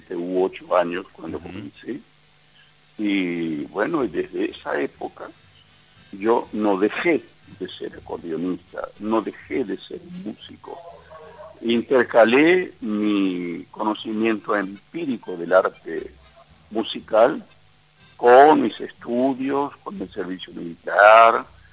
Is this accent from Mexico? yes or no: no; Buenos Aires, Argentina; born there; Y yo accidentalmente nací en Buenos Aires, porque mis padres no hubieran viajado desde Curuzú buscando mejores horizontes, hubiese nacido tal vez en Curuzú